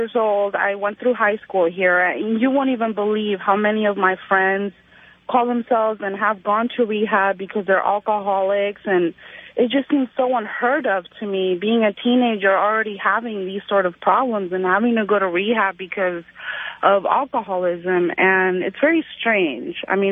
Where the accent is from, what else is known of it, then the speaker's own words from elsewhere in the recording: Spain; now in United States; I'm talking about growing up in Spain.